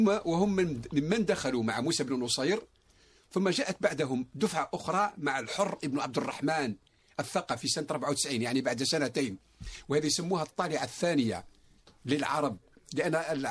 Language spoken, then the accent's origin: Arabic; Morocco; مشهورة حتى عندنا في المغرب